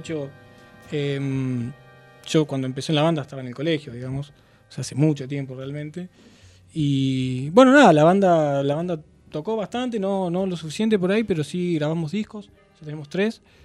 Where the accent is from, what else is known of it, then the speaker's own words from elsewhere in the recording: La Plata, Buenos Aires Province, Argentina; con mi hermano somos platenses.